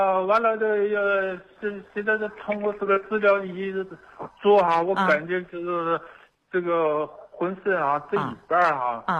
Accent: Dandong, Liaoning, China; 我是丹东的。

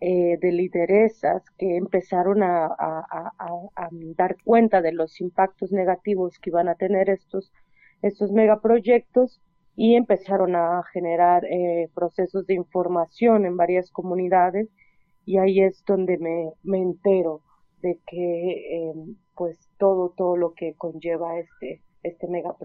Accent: Oaxaca, Mexico; yo soy del Istmo de Tehuantepec, Oaxaca, en la zona de los Chimalapas, que es un territorio muy, muy, muy biodiverso, muy selvático. Y bueno, pues soy parte del pueblo Zoque

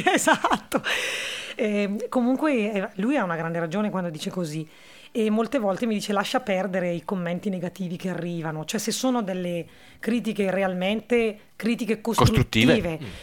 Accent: Brescia, Lombardy, Italy; accent: Brescian; Io sono lombarda e quindi, anzi, nemmeno lombarda, sono proprio bresciana, che forse è un aggravante in alcuni momenti, perché abbiamo questo accento molto forte, no?

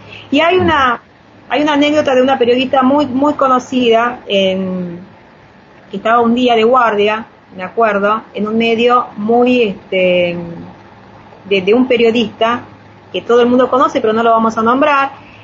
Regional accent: Palermo, Buenos Aires, Argentina; Yo soy de Palermo

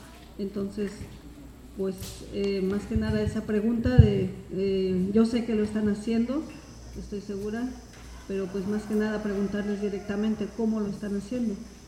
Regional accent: Oaxaca, Mexico; allá en Oaxaca nosotros estamos trabajando junto con agrónomos, con técnicos, en el rescate de la medicina tradicional

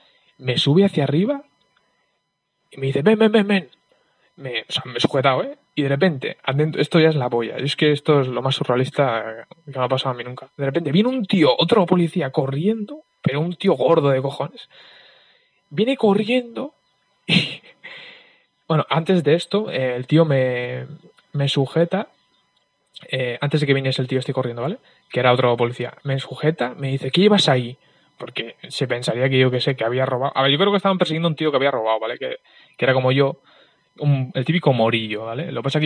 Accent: Basque Country, Spain; Yo soy del País Vasco y, bueno, pues aquí la policía, digamos que es la policía de aquí

